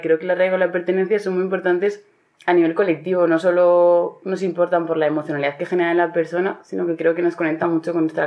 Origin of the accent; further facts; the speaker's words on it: Astillero, Cantabria, Spain; Yo he nacido y crecido en Astillero, pero soy la primera generación de mi familia que nace ahí. Y cuando acabé de bachiller me fui a la Universidad de Bilbao